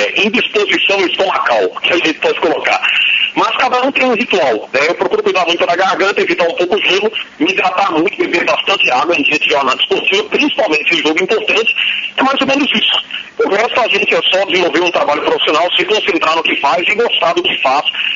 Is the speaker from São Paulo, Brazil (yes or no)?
yes; São Paulo, Brazil; now in Pernambuco, Brazil; porque cresci em São Paulo e depois voltei aqui para o estado de Pernambuco, nasci em Pernambuco, aí fui para São Paulo.